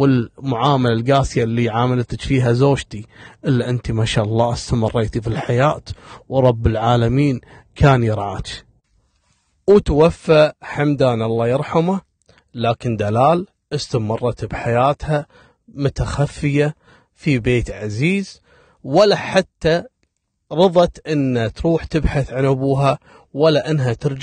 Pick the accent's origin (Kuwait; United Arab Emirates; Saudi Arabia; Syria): Kuwait; وتدخل كلية عندنا في الكويت، كلية التربية.